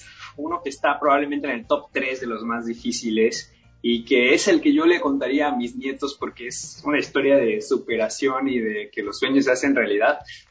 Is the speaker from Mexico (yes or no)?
yes; Mexico; now in Canada; yo salí de México para buscar esas oportunidades del mundo de Hollywood aquí en Canadá